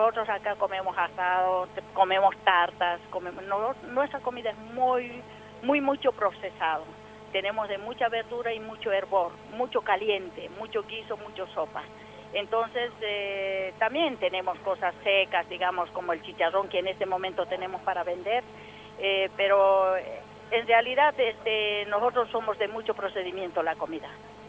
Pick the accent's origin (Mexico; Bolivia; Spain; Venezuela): Bolivia; Oruro; now in Mendoza, Argentina; soy procedente de Oruro, Bolivia.